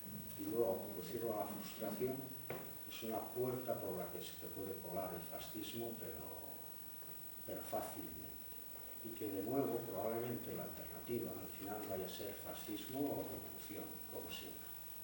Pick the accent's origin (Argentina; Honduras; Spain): Spain; Asturias; yo también me siento orgulloso de ser asturiano